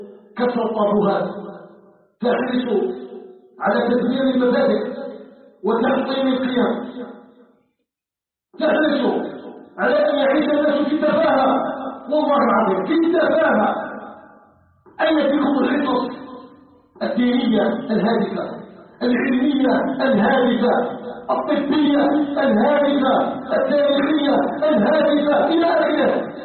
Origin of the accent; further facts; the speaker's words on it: Algeria; أن يجعل بلدنا الجزائر بلدا آمنا مطمئنا